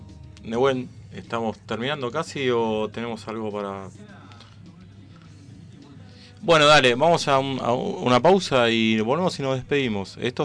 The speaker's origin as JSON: {"language": "Spanish", "town": "Sarandí", "region": "Buenos Aires Province", "country": "Argentina", "said": "para nosotros los que somos de Sarandí es algo muy importante"}